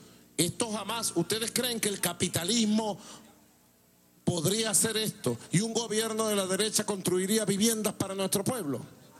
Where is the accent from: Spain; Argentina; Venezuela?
Venezuela; todos somos venezolanos